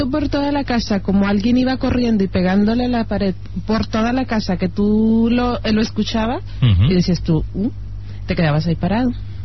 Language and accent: Spanish; Mexico; pues yo soy mexicana